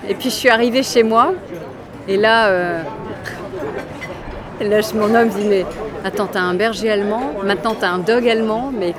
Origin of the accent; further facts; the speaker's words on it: Strasbourg, Grand Est, France; on me réserve un chien à Strasbourg, dans ma ville natale